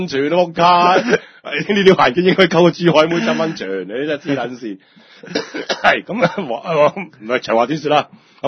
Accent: Hong Kong; 因为我香港人呢即係唔抵得冷㗎嘛。

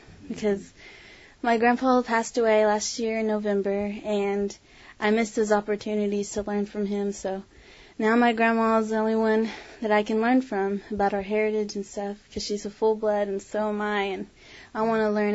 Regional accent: Tahlequah, Oklahoma, United States; Tahlequah.

